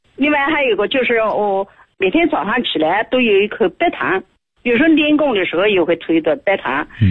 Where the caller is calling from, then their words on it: Nanjing, Jiangsu, China; 我是南京的。